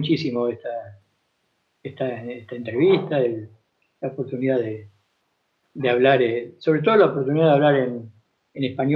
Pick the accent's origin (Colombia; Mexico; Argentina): Argentina; mi familia vive en Argentina. Claro. Y yo soy demasiado argentino para vivir fuera de ella.